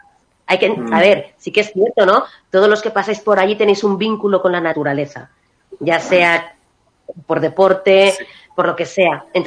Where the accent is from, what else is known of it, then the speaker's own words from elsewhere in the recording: Maraña, Castile and León, Spain; que yo soy de Maraña, pues me sale solamente cosas bonitas, porque para mí es que es una joya